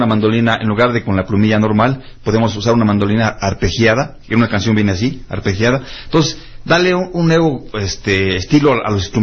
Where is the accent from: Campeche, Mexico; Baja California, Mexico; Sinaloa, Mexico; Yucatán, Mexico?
Campeche, Mexico; venimos exactamente de allá de Campeche, vamos a hacer un estilo de por allá